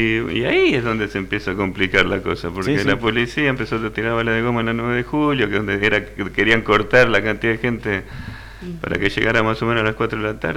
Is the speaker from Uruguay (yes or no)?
no; Argentina; Seríamos una potencia mundial nosotros, si sí, tomáramos sí. al país con la seriedad